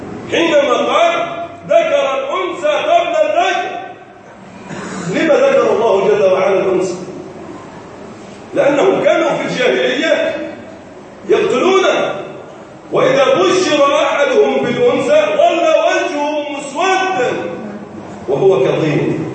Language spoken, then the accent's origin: Arabic; Egypt; اللهم من ارادنا اراد بلدنا مصر بخير وفقه لكل خير